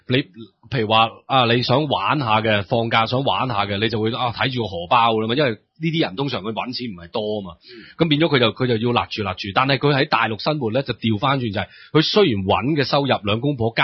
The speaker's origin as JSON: {"language": "Cantonese", "country": "Hong Kong", "said": "我係香港人，唔好話我係大陸人。"}